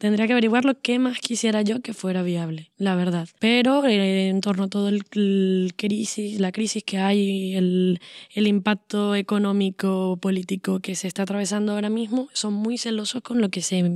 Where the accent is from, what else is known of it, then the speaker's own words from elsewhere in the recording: Venezuela; moved away; mi manera de sobrevivir como venezolana fuera de Venezuela es aislarme absolutamente de la información